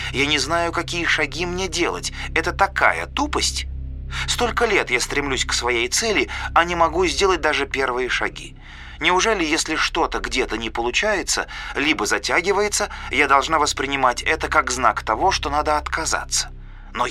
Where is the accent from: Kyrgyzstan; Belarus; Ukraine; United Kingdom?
Kyrgyzstan; now in Russia; Я родилась и выросла в Киргизии. Почти 2 года назад мы переехали в Россию в поисках лучшей жизни.